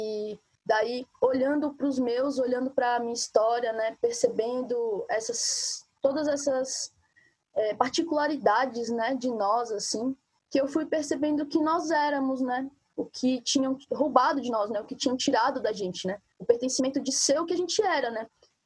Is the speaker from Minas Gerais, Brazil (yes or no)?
yes; Belo Horizonte, Minas Gerais, Brazil; sou de Minas Gerais, Belo Horizonte. Parte da minha ancestralidade é pertencente daquele território mineiro ali que hoje é chamado de Minas, né, Minas Gerais